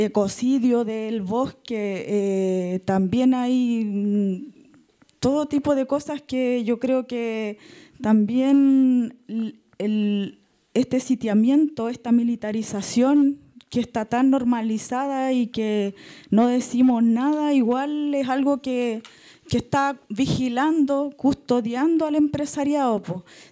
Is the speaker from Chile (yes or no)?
yes; Chucauco, Araucanía, Chile; vengo de Chucauco, la comunidad Ignacio Moreno